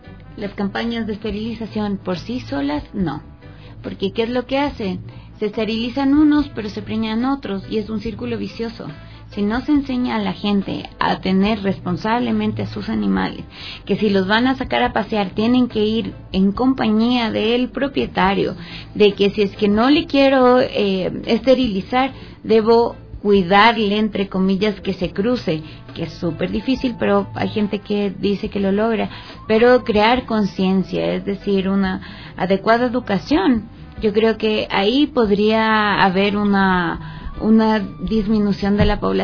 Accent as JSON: {"language": "Spanish", "country": "Ecuador", "said": "como somos buenos los ecuatorianos para echarle la culpa al otro de lo que yo no hago bien"}